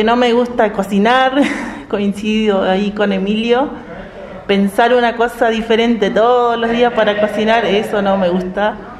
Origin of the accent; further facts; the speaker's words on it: Ingeniero Jacobacci, Río Negro, Argentina; born there; now in Bariloche, Argentina; Yo nací en Ingeniero Jacobacci, es un pueblito que está acá en la línea sur. Y bueno, a los 20 años más o menos me vine a vivir a Bariloche.